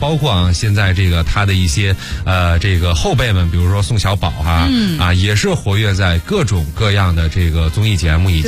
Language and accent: Chinese; Beijing, China; 因为我从小是在北京长大的